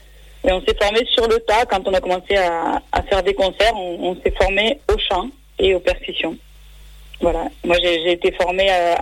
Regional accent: Montpellier, Occitanie, France; Je viens de Montpellier, et c'est là qu'on a créé le groupe aussi.

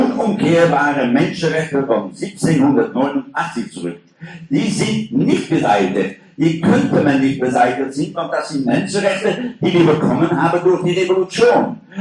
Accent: Netherlands; ich komme aus Niederländer

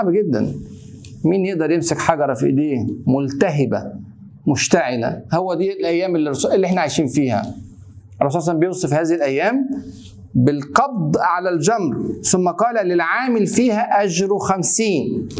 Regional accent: Egypt; زي ما كده بيقول عندنا في مصر اتعشت

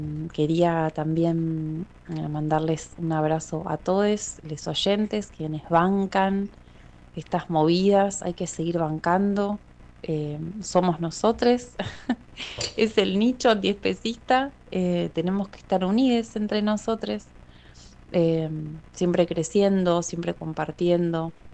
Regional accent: Mar del Plata, Buenos Aires Province, Argentina; de Mar del Plata, activista por los derechos de los animales y ceramista.

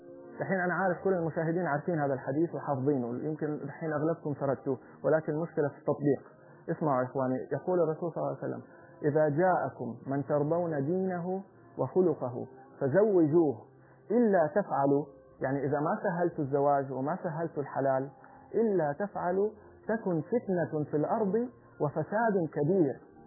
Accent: Saudi Arabia; في عادة كانت جميلة عندنا في السعودية

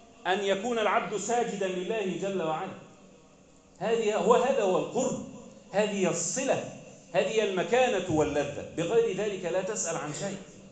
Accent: Egypt; اللهم احفظ بلدنا مصر

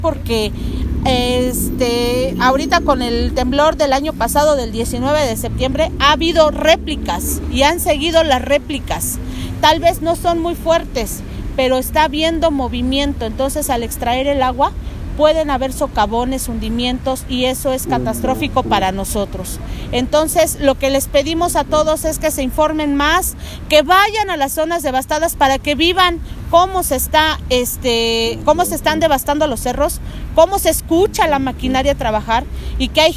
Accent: Ixtapaluca, State of Mexico, Mexico; de la plataforma organizativa en contra de del aeropuerto. También soy del municipio de Iztapaluca.

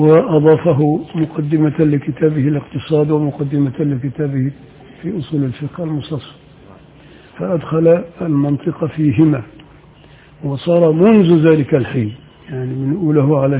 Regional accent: Upper Egypt, Egypt; إنما عندنا في الصعيد كده، الصعيد الأدنى

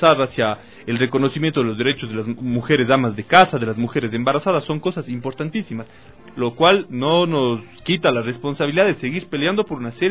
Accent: Ecuador; Bueno, creo que nada más nos llena de orgullo como ecuatorianos

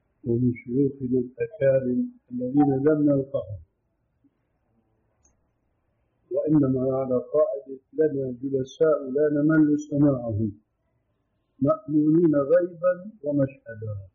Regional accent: Damascus Governorate, Syria; وكما يقولون عندنا في الشام

